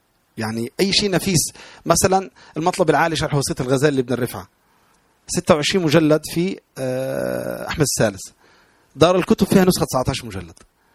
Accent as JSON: {"language": "Arabic", "town": "Tanta", "region": "Gharbia", "country": "Egypt", "also_born_or_lived": "Alexandria", "said": "لان انا اصلا الاساس من طنطا وسكنت الاسكندريه"}